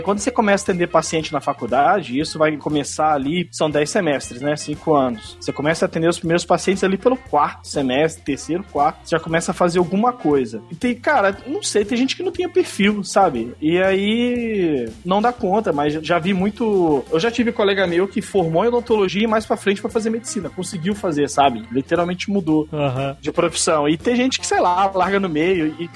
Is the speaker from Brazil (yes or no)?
yes; Brasília, Federal District, Brazil; Ó, eu sou de Brasília, a terra do concurso público.